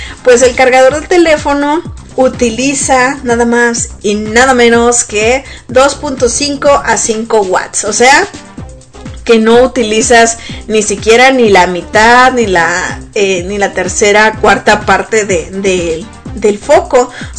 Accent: Sonora, Mexico; now in United States; pero en México, sobre todo en Sonora, que es de donde yo soy originaria, pues hace muchísimo calor, ¿verdad?

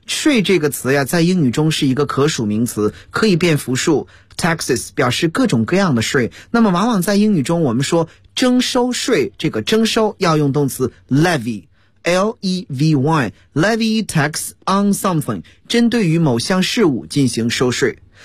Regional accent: China; 但是我们中国人在国外购物时，你买的东西是要发票的

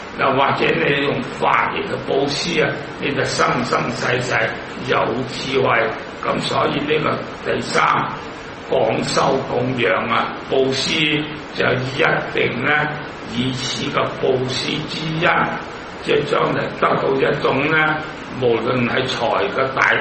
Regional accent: Hong Kong; 我都系香港人啦

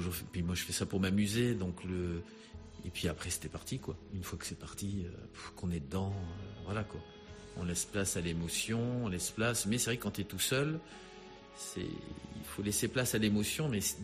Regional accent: La Rochelle, Nouvelle-Aquitaine, France; Moi, je suis de La Rochelle, de l'île de Ré.

